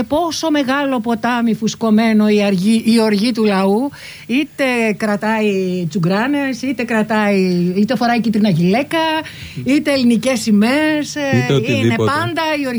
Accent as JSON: {"language": "Greek", "town": "Tavros", "region": "Attica", "country": "Greece", "tie": "born or raised there", "said": "Μεγαλώσαμε λοιπόν στον Ταύρο. Γεννηθήκαμε και μεγαλώσαμε στον Ταύρο. Στη δεκαετία του 50, εγώ γεννήθηκα 3 χρόνια μετά, όπου γύρω-γύρω από το σπίτι μας ήταν μόνο παράγκες."}